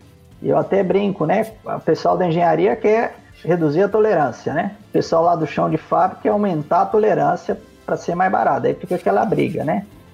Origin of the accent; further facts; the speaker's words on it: Brazil; born there; Eu nasci no Brasil, então nunca aprendi uma língua estrangeira no meu berço.